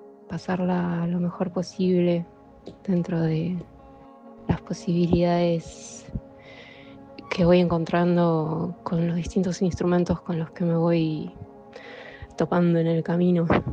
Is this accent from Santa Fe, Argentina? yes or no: no; Buenos Aires, Argentina; eso es dónde estoy ahora y de dónde soy, de Buenos Aires. Viví en muchísimos lugares durante toda mi vida. Me mudé muchas veces